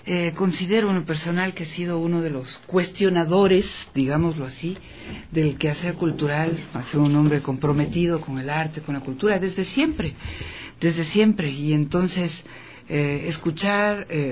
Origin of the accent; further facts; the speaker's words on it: Ecuador; dentro de nuestra literatura, de nuestra identidad, ¿no?, como ecuatorianos.